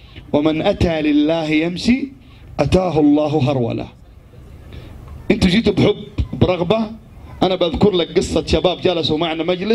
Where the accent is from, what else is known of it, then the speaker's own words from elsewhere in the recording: Jeddah, Makkah Province, Saudi Arabia; في شارع تفحيط عندنا في جدة